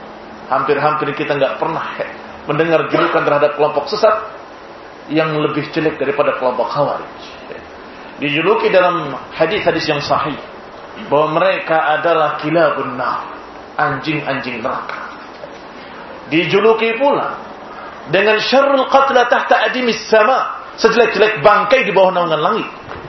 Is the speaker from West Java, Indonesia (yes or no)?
yes; Cirebon, West Java, Indonesia; Saya masih ingat dulu, di daerah saya di Cirebon, didatangi dua orang yang mengajak untuk hijrah ke Lampung.